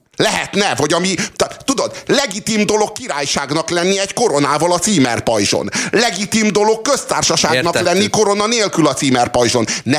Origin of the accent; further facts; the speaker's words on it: Hungary; De mivel mi magyarok vagyunk, itt a Kossuth címer az, amire nem